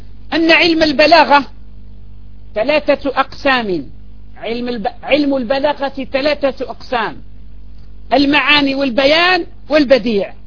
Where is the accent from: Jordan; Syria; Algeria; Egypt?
Algeria; عندنا في الجزائر في بعض المناطق يذكرون الأنثى